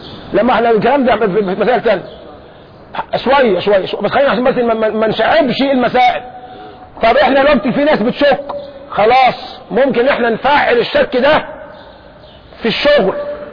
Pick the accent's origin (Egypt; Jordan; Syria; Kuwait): Egypt; طب احنا عندنا في مصر هنا للأسف الشديد عندنا محنة كبيرة